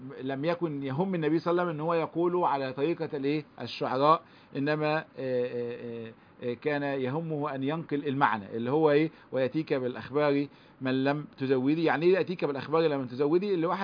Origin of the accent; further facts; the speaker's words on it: Egypt; اللي هو المثل اللي عندنا في مصر